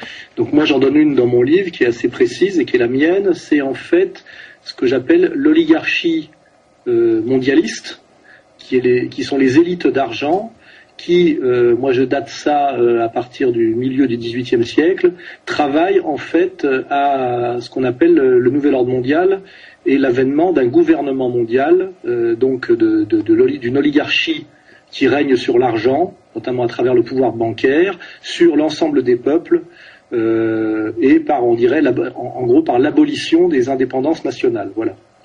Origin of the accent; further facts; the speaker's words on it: France; Moi, je suis français, j'écris ce livre en français et d'abord pour les Français.